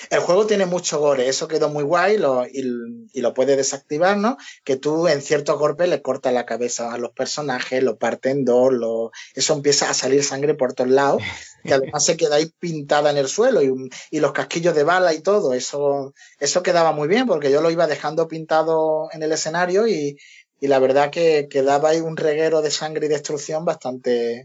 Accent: Spain; como éramos españoles y querían contar con nosotros para el futuro también

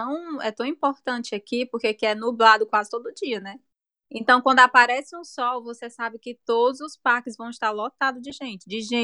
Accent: Brazil; Quando eu voltei pro Brasil, eu comecei a treinar mais

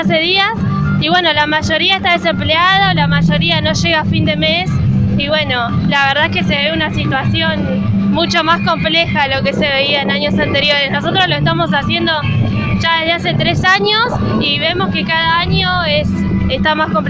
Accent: Caseros, Buenos Aires Province, Argentina; yo soy de Caseros, ahí tenemos un merendero

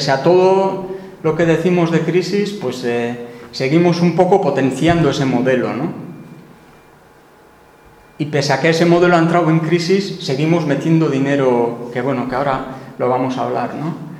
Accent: Tolosa, Basque Country, Spain; aunque el sector papelero, yo vengo de Tolosa, pues se fue a pique, ¿no?

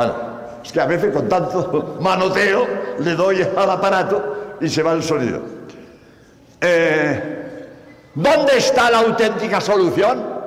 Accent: Spain; Por cierto, como sabéis, soy español, hace unos días que llego de Madrid

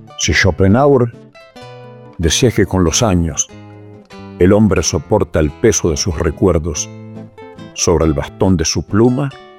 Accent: Santa Fe, Argentina; vengo de Santa Fe.

